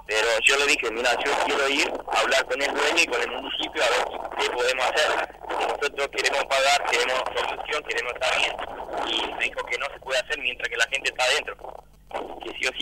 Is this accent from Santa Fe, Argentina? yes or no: yes; Santa Fe, Argentina; now in Moreno, Argentina; Y me preguntaban yo de dónde era. Yo le dije, hace 4 meses que estoy viviendo acá, que vine de Santa Fe.